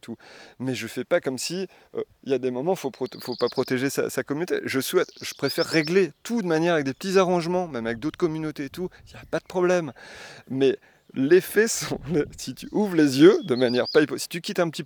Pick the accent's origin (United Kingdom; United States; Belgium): Belgium; Tournai, Wallonia; moi, je suis originaire de Tournai